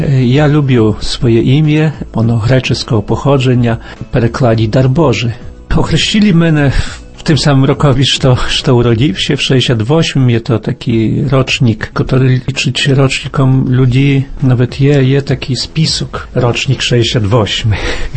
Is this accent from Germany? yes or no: no; Studziwody, Podlaskie Voivodeship, Poland; Ну я підкреслюю то, що я зі Студзівод.